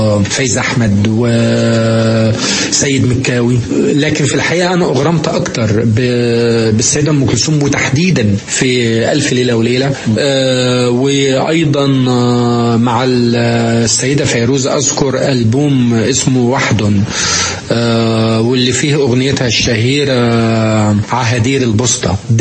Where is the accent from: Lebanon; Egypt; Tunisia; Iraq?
Egypt; لأنه يعني زي ما عندنا في مصر